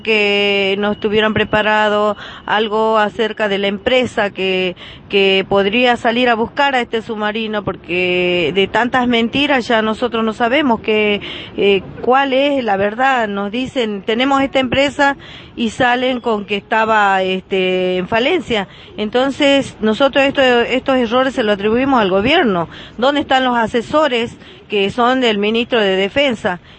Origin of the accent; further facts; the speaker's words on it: Argentina; si nosotros y los 44 somos ciudadanos argentinos?